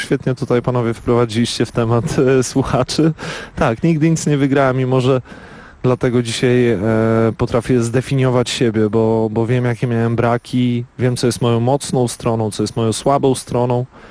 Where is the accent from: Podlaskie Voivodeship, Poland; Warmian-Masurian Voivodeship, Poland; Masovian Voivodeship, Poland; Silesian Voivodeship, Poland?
Warmian-Masurian Voivodeship, Poland; Dobre Miasto; I w dobrym mieście, w którym się urodziłem i wychowałem, było do wyboru albo piłka nożna, albo siatkówka.